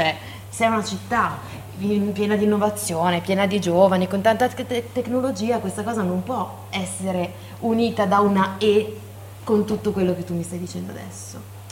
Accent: Varese, Lombardy, Italy; di persona nata e cresciuta a Varese, nel mio caso, perché arrivo da lì, attualmente vivente sul Lago Maggiore

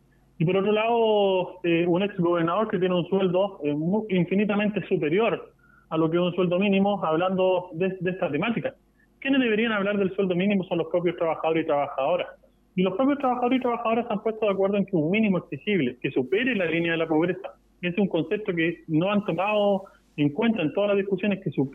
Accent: Talca, Maule, Chile; Usted que es de Talca, nosotros que somos de Talca

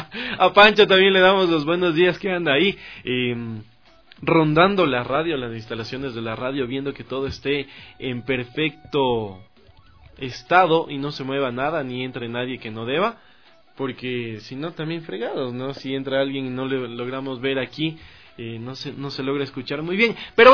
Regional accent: Ecuador; también todos los que somos ecuatorianos, también hacemos fuerza

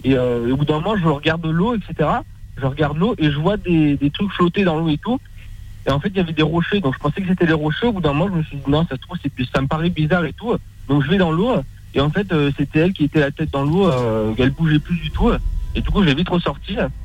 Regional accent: Dieppe, Normandy, France; born there; je suis né à Dieppe, c'est au-dessus, quoi.

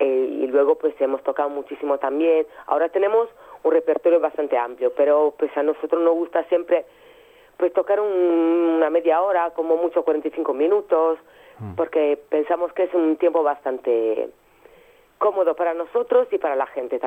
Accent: Sardinia, Italy; Spanish is a second language; la primera vez que salimos fuimos a Cerdeña, que es mi isla.

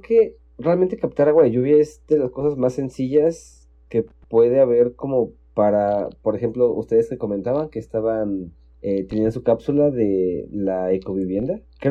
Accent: Mexico; no tenemos como mexicanos la cultura del mantenimiento preventivo

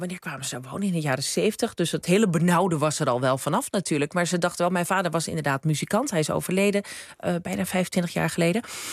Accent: Krommenie, North Holland, Netherlands; Geboren en getogen in de Zaanstreek, in Krommenie. In gewoon rijtjeshuis. Mijn moeder komt uit Wormer, waar wij dan nu wonen.

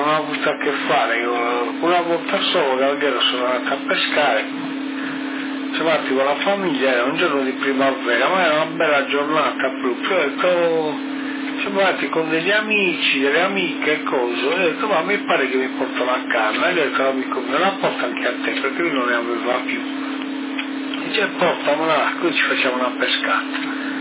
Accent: Sardinia, Italy; guarda che siamo sardi, noi non siamo continentali. Anche noi apparteniamo alle provincia di Sassari, Alghero

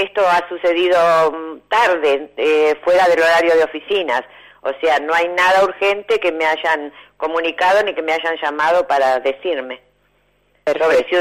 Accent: Spain; Yo soy española

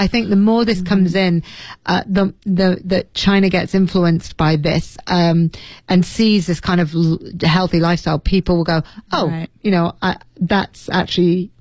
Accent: Leeds, Yorkshire and the Humber, United Kingdom; If you went to my hometown Leeds and you looked for a particular Chinese dish to a Chinese restaurant

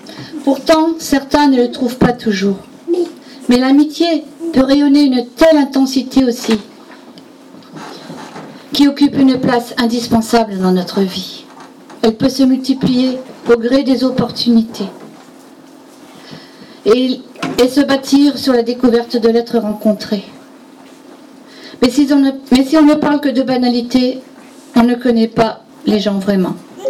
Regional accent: Boulogne-sur-Mer, Hauts-de-France, France; Je viens de Boulogne-sur-Mer.

